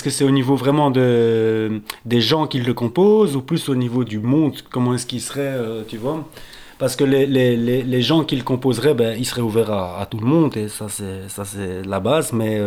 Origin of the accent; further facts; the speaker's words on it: Brussels, Belgium; parce que moi je suis bruxellois